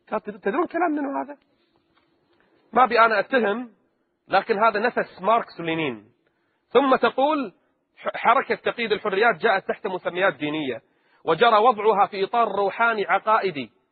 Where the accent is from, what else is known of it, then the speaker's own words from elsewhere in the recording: Kuwait; منع الاختلاط في كل مراحل التعليم عندنا في الكويت